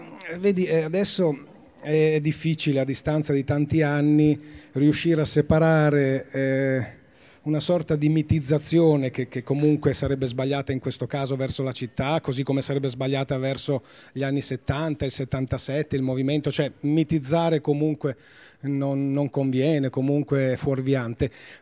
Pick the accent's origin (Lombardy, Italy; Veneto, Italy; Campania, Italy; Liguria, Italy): Liguria, Italy; moved away as an adult; also born or lived in Piedmont; Sono cresciuto in Liguria, anche se nato in Piemonte